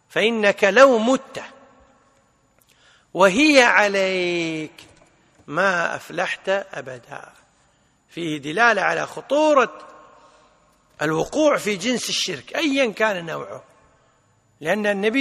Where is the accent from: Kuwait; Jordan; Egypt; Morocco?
Kuwait; عندنا بالكويت يسمونها حجاب.